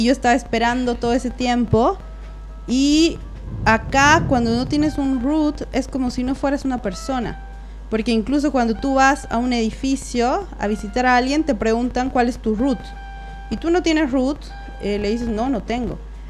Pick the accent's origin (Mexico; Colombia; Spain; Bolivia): Bolivia; yo como boliviana, lo único que hice fue llegar y solicitar la visa temporaria